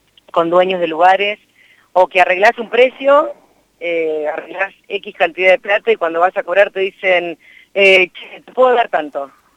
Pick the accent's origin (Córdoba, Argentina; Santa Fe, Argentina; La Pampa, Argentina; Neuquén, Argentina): La Pampa, Argentina; Santa Rosa; Yo me formé en Buenos Aires, o sea, primero estudié acá en Bellas Artes, yo soy de Santa Rosa.